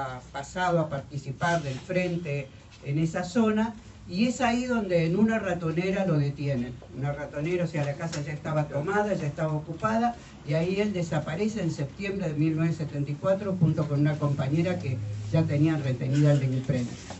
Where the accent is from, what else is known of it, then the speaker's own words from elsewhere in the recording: Buenos Aires, Argentina; soy de Buenos Aires.